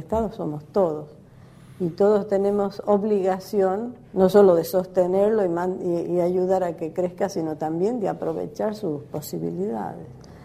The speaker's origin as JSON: {"language": "Spanish", "region": "La Rioja", "country": "Argentina", "said": "soy de La Rioja y tengo dos hermanas desaparecidas"}